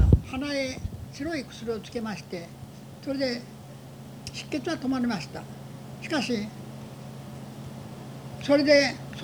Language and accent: Japanese; Numazu, Shizuoka, Japan; born there; 静岡県の、日本の静岡県沼津で生まれました。